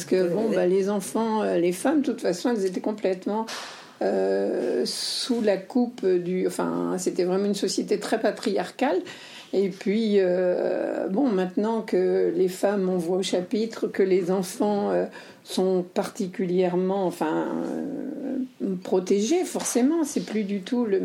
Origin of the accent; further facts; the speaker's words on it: West, France; je suis de l'Ouest, donc il y a beaucoup de, d'écoles catholiques.